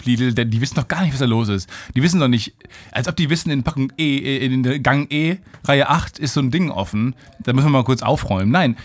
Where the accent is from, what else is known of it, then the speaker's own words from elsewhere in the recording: Kamen, North Rhine-Westphalia, Germany; wenn in Kamen zum Beispiel, in meiner Heimat...